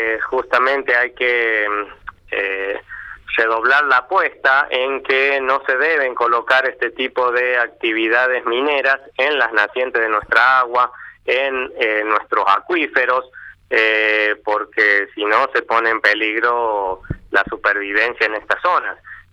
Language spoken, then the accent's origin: Spanish; San Juan, Argentina; lo único que nosotros sentimos es que somos ciudadanos sanjuaninos, pero ciudadanos de cuarta.